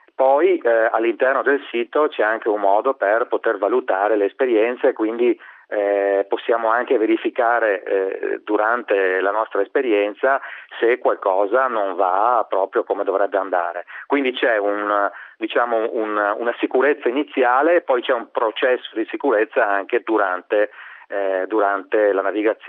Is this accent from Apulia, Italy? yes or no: no; Veneto, Italy; accent: Venetian; also born or lived in Vicenza; io sentirò dal mio accento che sono veneto, vivevo a Vicenza